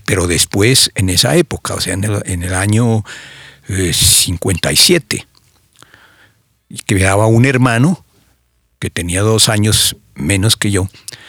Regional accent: Pasto, Nariño, Colombia; also born or lived in Cumbal / Piedrancha; salí de Cumbal a los 3 años y salimos directamente a una finca que quedaba entre Pasto y Tumaco, en un sitio que se llamaba Piedrancha.

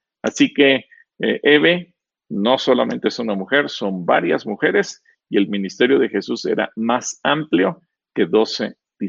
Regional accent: Mexico; soy ciudadano mexicano y me quitan mis derechos

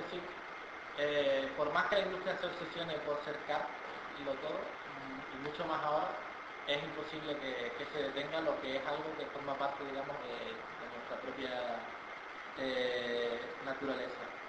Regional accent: Canary Islands, Spain; now in Andalusia, Spain; yo soy canario repatriado aquí en Andalucía

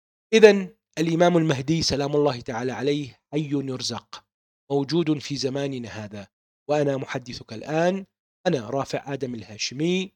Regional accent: Baghdad, Baghdad Governorate, Iraq; born there; ولدت في بغداد بتاريخ يوم الخميس 13/6/1974 ميلاديا.

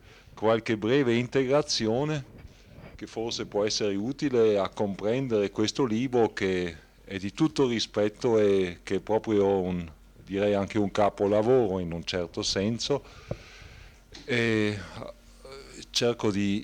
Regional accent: Brixen, Trentino-Alto Adige, Italy; non posso dire poiché io sono di Bressanone.

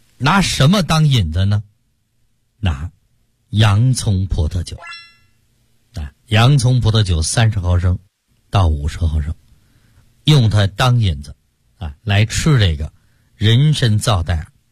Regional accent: China; 可以这么讲啊，我们中国人哎就不会再被心脑血管疾病所困。

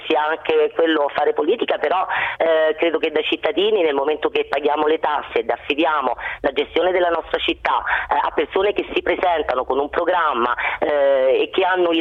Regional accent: Rome, Lazio, Italy; da romana mi vergogno degli stranieri che vengono e che non si trovano davanti quella che è la Roma che io amo

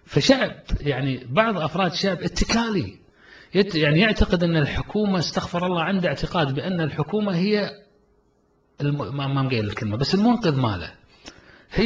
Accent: Kuwait; احنا كمجتمع كويتي نمر في ظروف

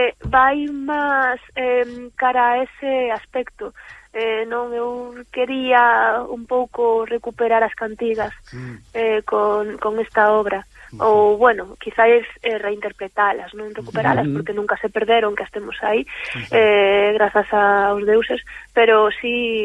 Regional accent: Ferrol, Galicia, Spain; eu son de Ferrol, bueno, teño familia Miratuxo e Lalín tamén

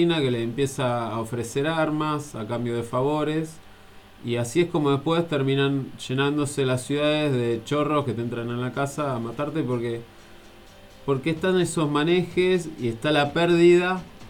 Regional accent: Buenos Aires, Argentina; yo vengo de la ciudad de Buenos Aires

